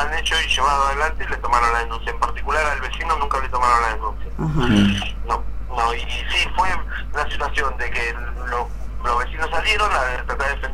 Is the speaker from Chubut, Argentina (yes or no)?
no; La Matanza, Buenos Aires Province, Argentina; yo soy de La Matanza